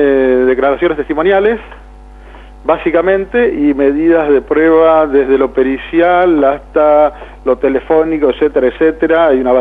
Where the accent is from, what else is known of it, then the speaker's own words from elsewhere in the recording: Saladillo, Buenos Aires Province, Argentina; todos somos de Saladillo, o sea, somos de acá.